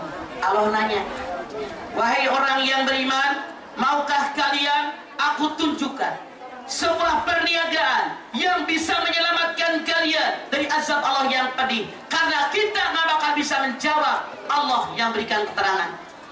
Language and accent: Indonesian; Ciamis, West Java, Indonesia; Saya orang Ciamis, bukan orang Cilacap tuh.